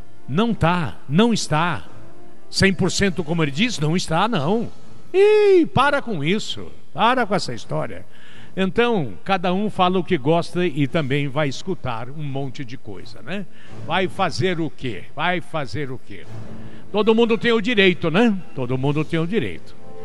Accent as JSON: {"language": "Portuguese", "town": "Mandaguari", "region": "Paraná", "country": "Brazil", "tie": "born or raised there", "said": "eu sou paranaense com orgulho, pé vermelho, nascido em Mandaguari, na Estrada do Alegre, próximo ao Lombo da Égua. Eu venho do meio do mato com muito orgulho, mas mato do estado do Paraná."}